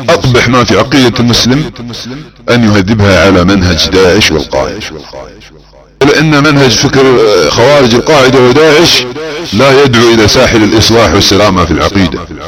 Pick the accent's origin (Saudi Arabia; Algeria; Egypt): Saudi Arabia; accent: Saudi; على لهجتنا السعوديه